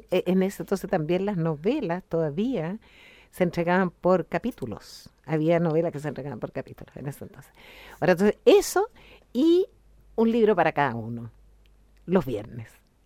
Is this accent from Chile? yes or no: yes; Santiago, Santiago Metropolitan Region, Chile; born there; Mira, yo nací en Santiago de Chile.